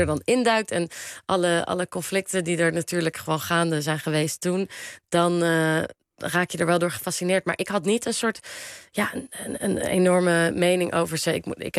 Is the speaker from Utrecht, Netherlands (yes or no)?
no; The Hague, South Holland, Netherlands; Nou, ik kom uit Den Haag.